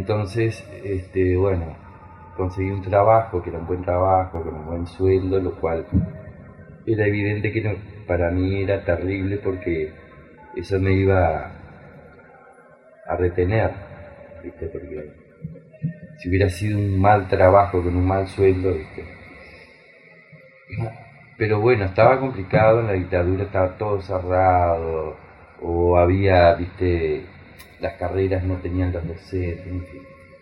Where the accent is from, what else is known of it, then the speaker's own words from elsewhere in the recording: Tacuarembó, Uruguay; born there; moved away; yo nací en Tacuarembó en el 58, 9 de agosto de 1958. Así que el 9 de agosto de 2018 cumplió 60 años.